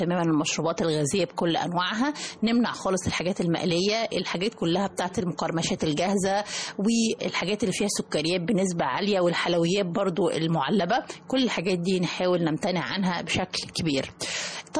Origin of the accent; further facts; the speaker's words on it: Egypt; لانه للأسف الشديد احنا كمواطنين مصريين بناخد كمية قليلة جدا من الالياف الغذائية